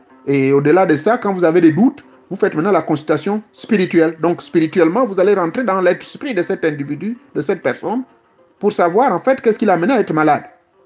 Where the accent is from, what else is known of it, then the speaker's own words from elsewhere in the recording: Gabon; Ce sont des escargots indondo, comme on dit chez nous au Gabon, non?